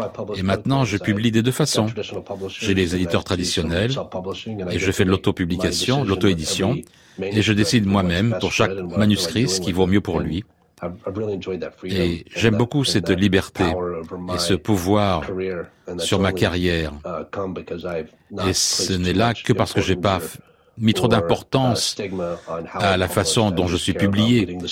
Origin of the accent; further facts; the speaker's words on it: North Carolina, United States; à aller dans des endroits dont j'avais entendu parler quand j'étais enfant en Caroline du Nord